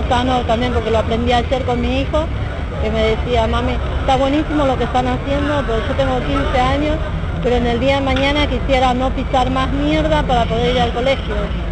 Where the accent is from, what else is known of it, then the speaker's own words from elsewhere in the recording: Buenos Aires, Argentina; soy de la Villa 31 Bis.